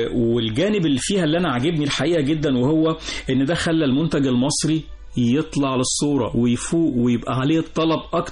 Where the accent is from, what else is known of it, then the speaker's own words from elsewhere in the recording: Egypt; وإحنا كلنا مصريين